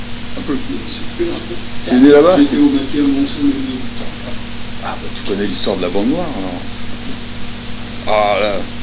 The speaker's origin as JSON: {"language": "French", "town": "Le Creusot", "region": "Bourgogne-Franche-Comté", "country": "France", "tie": "born or raised there", "also_born_or_lived": "Montchanin", "said": "Moi, je suis né au Creusot. Hein. Je suis né au Creusot, moi. Ouais, je suis creusotin."}